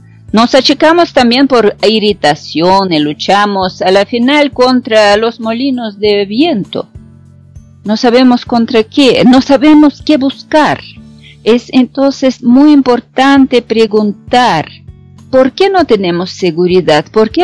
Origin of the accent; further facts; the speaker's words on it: Russia; aunque soy rusa, quisiera ser italiana porque adoro Italia